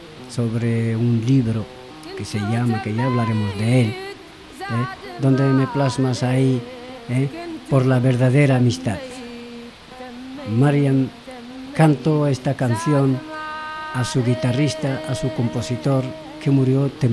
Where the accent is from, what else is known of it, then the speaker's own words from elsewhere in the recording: Western Sahara; como saharaui, para mí